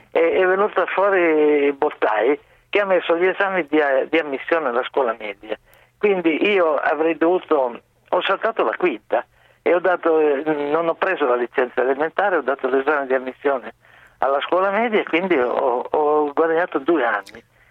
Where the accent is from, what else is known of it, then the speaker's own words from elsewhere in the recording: Turin, Piedmont, Italy; moved away as an adult; now in Rome, Italy; io vi chiamo da Roma, ma sono un torinese trapiantato a Roma.